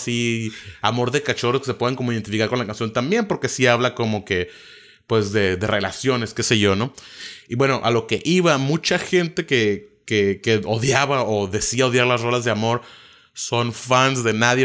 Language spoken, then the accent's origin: Spanish; Mexico; te voy a tomar un rap mexicano porque yo soy mexicano, lo estoy haciendo en México, ¿no?